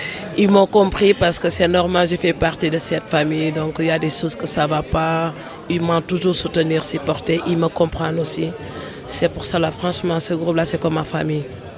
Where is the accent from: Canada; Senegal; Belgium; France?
Senegal; je suis du Sénégal. Et voilà, j'explique.